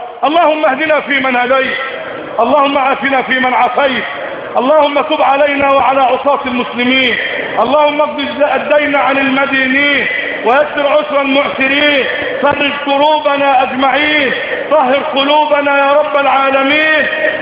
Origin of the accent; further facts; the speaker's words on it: Egypt; اللهم اجعل بلدنا مصر سقاء رخاء في سعة ورغد من العيش